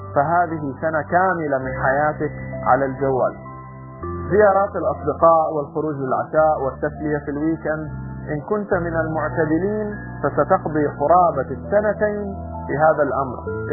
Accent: Saudi Arabia; عندنا في السعودية أحيانا يقال لي أن انتظار الكوافيرة

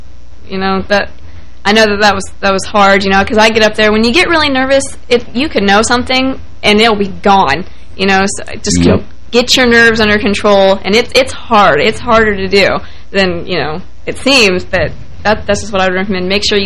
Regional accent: Marietta, Ohio, United States; She's from Parkersburg, West Virginia, and that's like 10 minutes away from my hometown in Marietta, Ohio.

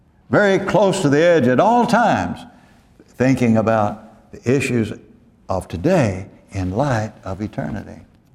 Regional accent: Dallas, Texas, United States; I used to think when I came from Dallas and I got down here

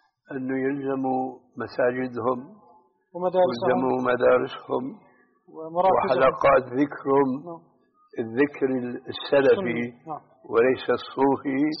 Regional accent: Syria; أم يشترك فيه كما يقولون عندنا في سوريا خليط مليط؟

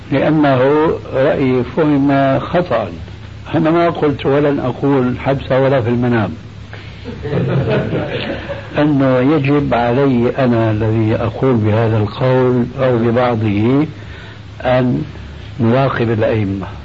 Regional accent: Syria; كما يقول عندنا في الشام

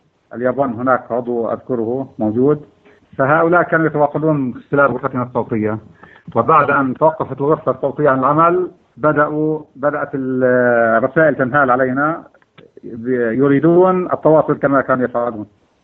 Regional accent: Ramallah, West Bank, Palestine; born there; also born or lived in Al-Bireh / Bethlehem; ولدت في مدينة رام الله عام 1924 من كانون الثاني عام 1965 ميلادي.

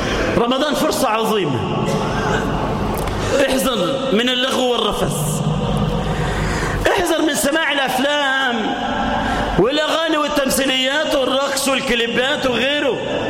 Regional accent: Egypt; اجعل بلدنا مصر سخاء رخاء، آمنة مطمئنة

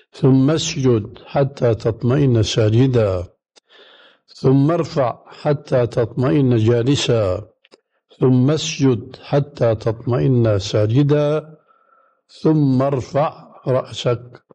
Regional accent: Damascus, Damascus Governorate, Syria; كما يقول عندنا في دمشق مفشكلة يعني ما هي صحيحة

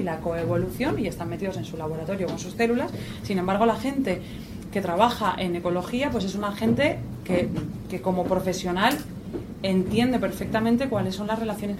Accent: Valencia, Valencian Community, Spain; Yo soy de Valencia

